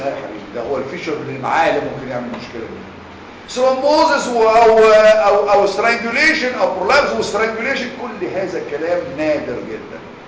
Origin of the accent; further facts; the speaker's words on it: Egypt; احنا يا مصريين بنسمي كل الانال بروبلم بايلز